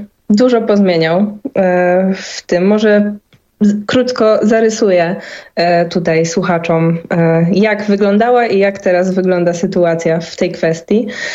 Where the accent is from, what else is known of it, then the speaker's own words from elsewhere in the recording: Poznań, Greater Poland Voivodeship, Poland; jako, że pochodzę z Poznania